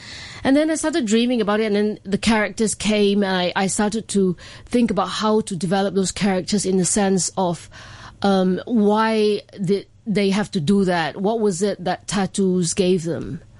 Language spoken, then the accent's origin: English; Johor Bahru, Johor, Malaysia; Yes, I was born and raised in Johor Bahru, Malaysia.